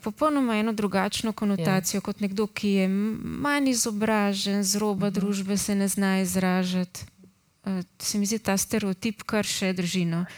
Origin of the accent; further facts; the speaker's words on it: Ljubljana, Central Slovenia, Slovenia; accent: Ljubljana dialect; Mislim, se mi je zdelo, da ostanemo pri nekak zborni slovenščini, pri pač mojem ljubljanskem narečju, ki mi je najbližje.